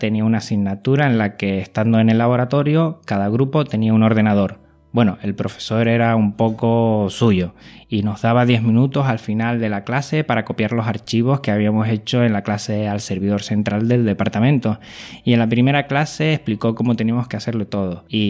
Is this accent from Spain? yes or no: yes; Canary Islands, Spain; soy canario y eso se nota.